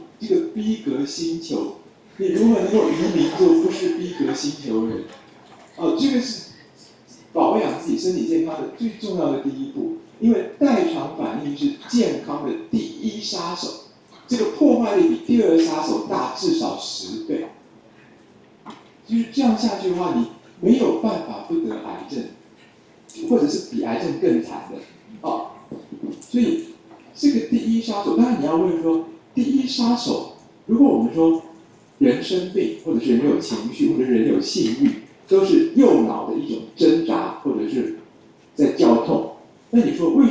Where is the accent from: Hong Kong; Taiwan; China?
Taiwan; 我们台湾这边啊